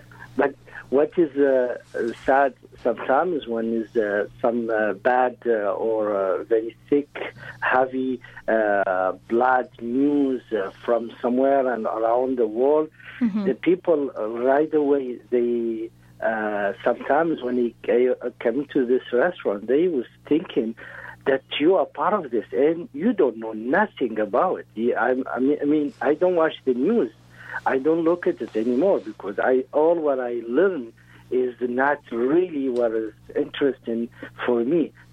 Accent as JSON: {"language": "English", "country": "Mauritania", "second_language": "English", "said": "I'm coming from the desert. I'm coming from Mauritania. I'm coming from what is this huge land of Muslim country where is peace"}